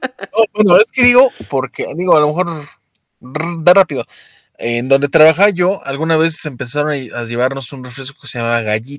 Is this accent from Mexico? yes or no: yes; Mexico; A veces me pregunto si soy mexicano con estos gustos raros y estos rasgos escandinavos que me cargo.